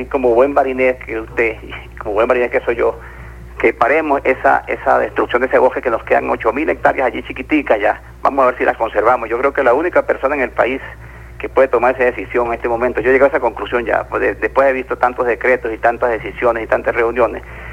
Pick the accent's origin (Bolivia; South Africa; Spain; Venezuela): Venezuela; Barinas; now in Mérida, Venezuela; De Santa Bárbara, pero criado en el barrio Coromoto.